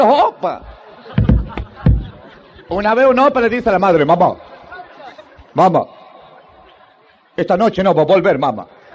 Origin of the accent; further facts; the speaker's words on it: Santiago del Estero, Argentina; Yo también soy de Santiago, pero del Estero.